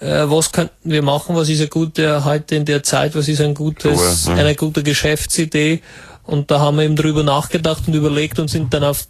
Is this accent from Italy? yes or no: yes; Italy; German is a second language; now in Germany; Aus Italien ursprünglich.